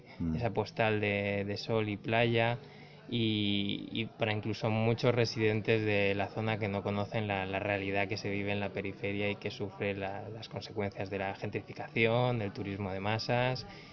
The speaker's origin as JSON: {"language": "Spanish", "town": "Palma", "region": "Balearic Islands", "country": "Spain", "said": "Y yo soy de Palma, y en Mallorca"}